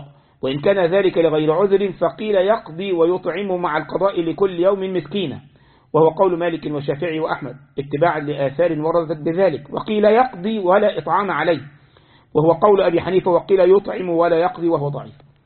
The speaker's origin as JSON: {"language": "Arabic", "country": "Egypt", "said": "ها عندنا في مصر أكلة مخصوصة العاشوراء"}